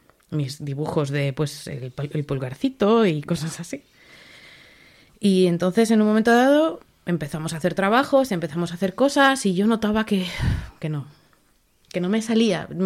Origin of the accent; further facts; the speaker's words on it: Aragon, Spain; mi familia y yo somos de las Tierras del Ebre, del lado de Aragón. Con lo cual hablábamos el mismo catalán sonando igual.